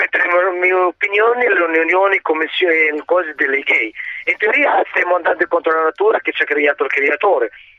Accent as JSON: {"language": "Italian", "country": "Morocco", "moved": "yes", "lives_now": "Italy", "said": "Io sono del Marocco."}